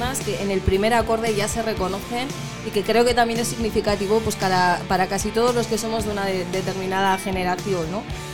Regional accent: Valdorros, Castile and León, Spain; Las fiestas en mi pueblo siempre han sido en octubre.

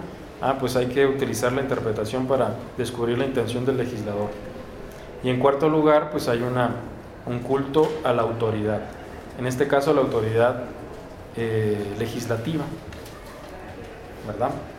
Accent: Mexico; La norteamericana, efectivamente, llamada americana, pero nosotros mexicanos también somos americanos.

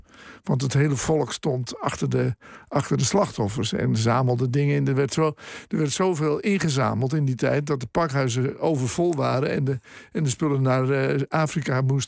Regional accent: Zeeland, Netherlands; Ik heb een groot deel van mijn jeugd in Zeeland doorgebracht.

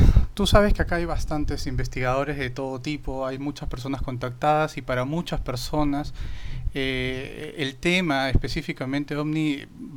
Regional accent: Peru; Acá en mi país, en Perú, pues no tenemos un buen antecedente

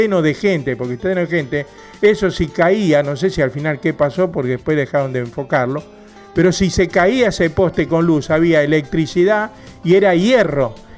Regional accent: Quilmes, Buenos Aires Province, Argentina; los que somos de acá de Quilmes

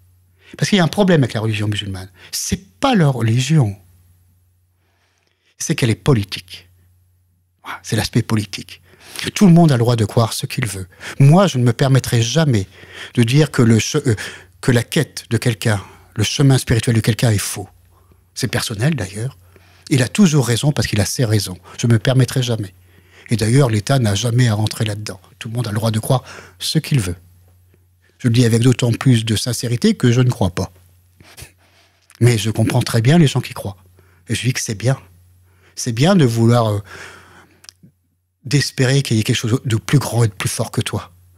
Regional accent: France; mon travail, en tant que Français, c'est de faire pérenniser ça et de le développer pour les autres Français

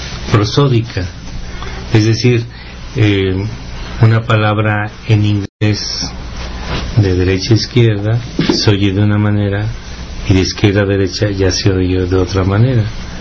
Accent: San Luis Potosí, Mexico; aquí en nuestro país, San Luis Potosí

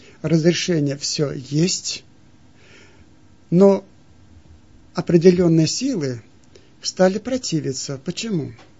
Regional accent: Siberia, Russia; Я сам из Сибири

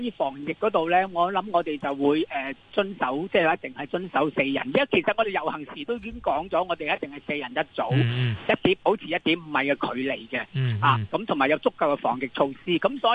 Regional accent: Hong Kong; 即是我们香港人呢一直是要表达诉求争取民主这个大日子里面呢

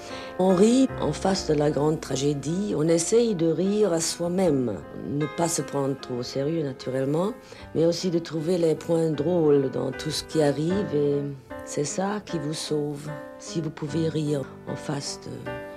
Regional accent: Berlin, Germany; born there; French is a second language; Je suis née à Berlin. Berlin, c'est une ville comme une petite île en Allemagne

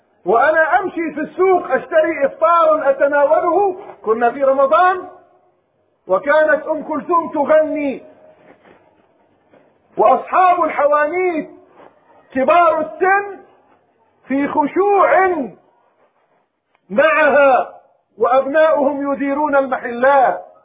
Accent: Palestine; رأيت مشهدا في بلد من بلادنا فلسطين

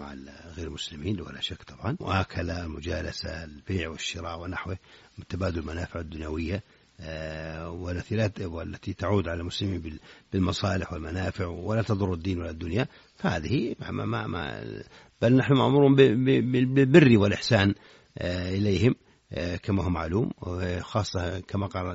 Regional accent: Saudi Arabia; في بلادنا المملكة العربية السعودية

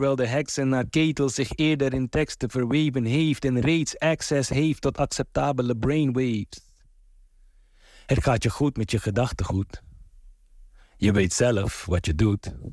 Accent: Paramaribo, Suriname; now in Rotterdam, Netherlands; Ik ben opgegroeid in Paramaribo, maar woon al heel lang in Rotterdam-Krooswijk.

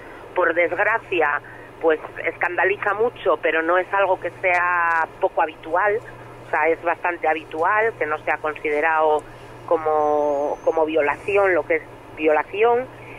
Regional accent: Asturias, Spain; Pero no, soy de Asturias.

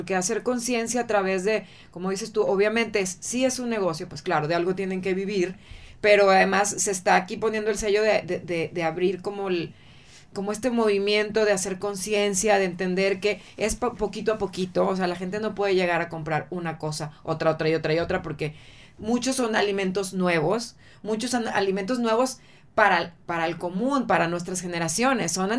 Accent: Mexico; Nosotros como mexicanos tenemos un país súper rico en este sentido

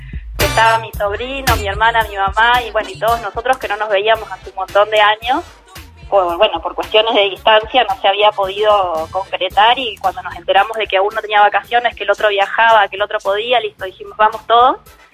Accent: Zapala, Neuquén, Argentina; born there; now in Neuquén, Argentina; Se llama Zapala y queda a 180 kilómetros de Neuquén, donde yo vivo.

